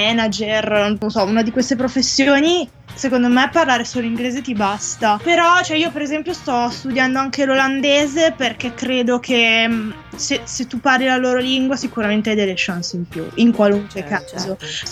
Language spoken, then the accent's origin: Italian; Milan, Lombardy, Italy; ho 23 anni, vengo da Milano.